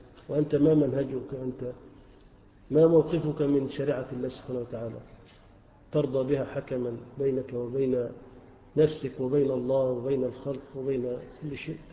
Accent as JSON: {"language": "Arabic", "country": "Egypt", "said": "احنا كلنا مصريين وكلنا مسلمين"}